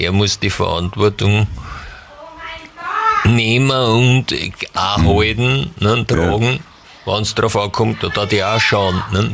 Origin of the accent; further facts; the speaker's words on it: Lower Austria, Austria; als Niederösterreicher habe ich es ja nach Wien nicht weit